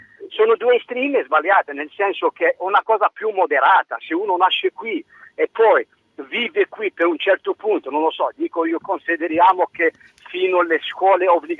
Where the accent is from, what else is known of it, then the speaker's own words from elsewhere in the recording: Algeria; now in Italy; Io considero i miei figli sempre algerini, sono algerino, non sono italiano.